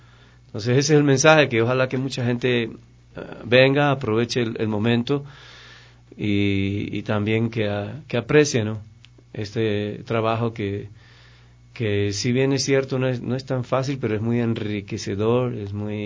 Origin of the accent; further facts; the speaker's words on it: Ecuador; la mayoría de todos los actores y bailarines son ecuatorianos, estamos haciendo nuestras leyendas